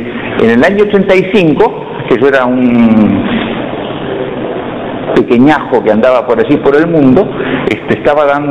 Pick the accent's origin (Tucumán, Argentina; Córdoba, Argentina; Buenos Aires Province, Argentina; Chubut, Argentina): Córdoba, Argentina; born there; de origen, nací en Córdoba, así después no viví nunca, pero en fin, de origen cordobés